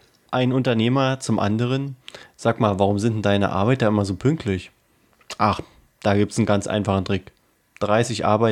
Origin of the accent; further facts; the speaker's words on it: Berlin, Germany; wir beobachten das natürlich als Berliner.